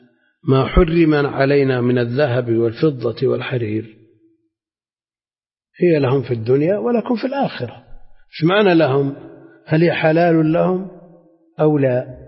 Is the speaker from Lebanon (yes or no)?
no; Najd, Saudi Arabia; ما يعرف عندنا في نجد مثلا